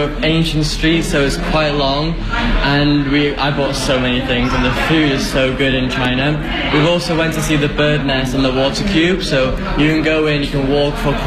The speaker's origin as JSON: {"language": "English", "region": "Wales", "country": "United Kingdom", "said": "I come from Wales in the UK."}